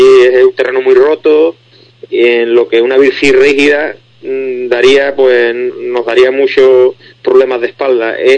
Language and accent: Spanish; Spain; somos unos 30 españoles los que vamos.